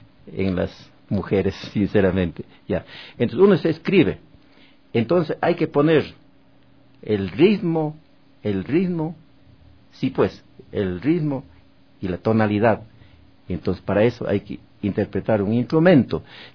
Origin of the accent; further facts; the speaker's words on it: Azogues, Cañar, Ecuador; En mi tierra, yo como azogueño